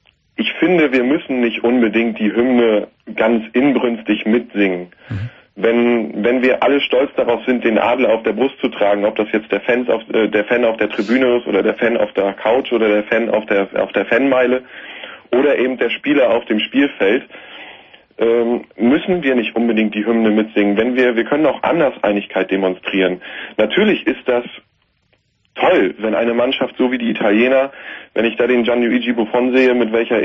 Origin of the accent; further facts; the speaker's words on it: Germany; Sicherlich haben wir als Deutsche alle ein schweres Erbe zu tragen.